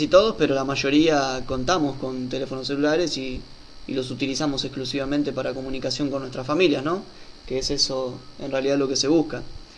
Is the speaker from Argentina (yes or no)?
yes; Buenos Aires, Argentina; muchos somos de Buenos Aires, me incluyo